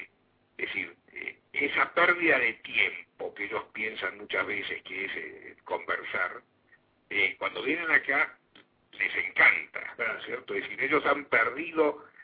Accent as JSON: {"language": "Spanish", "country": "Argentina", "said": "porque somos argentinos y somos medios despatarrados, y somos medios cambiantes."}